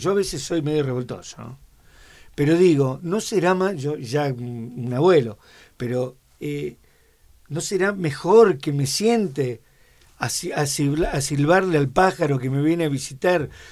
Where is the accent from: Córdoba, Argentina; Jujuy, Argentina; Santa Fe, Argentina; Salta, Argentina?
Santa Fe, Argentina; Rosario; bueno, yo soy oriundo de Rosario.